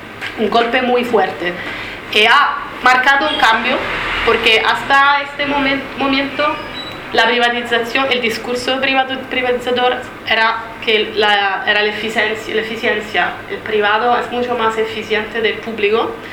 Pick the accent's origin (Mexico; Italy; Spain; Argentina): Italy; soy italiana. Cuando estaba en Italia, formaba parte del movimiento italiano contra la privatización del agua